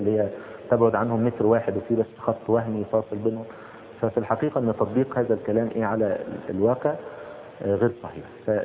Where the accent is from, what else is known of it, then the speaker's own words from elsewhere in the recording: Egypt; يعني مثلا زي مثلا ايه السلوم مثلا عندنا في مصر او كذا